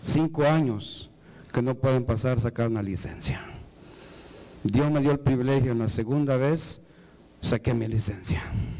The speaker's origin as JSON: {"language": "Spanish", "country": "Guatemala", "tie": "born there", "said": "Voy a ir a Guatemala, una campaña allá de mi casa donde yo nací."}